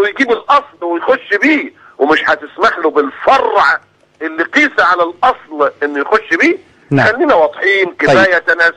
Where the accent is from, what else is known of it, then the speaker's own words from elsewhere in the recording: Egypt; ما حدش قال ان السياح جايين عندنا في مصر عشان الدعارة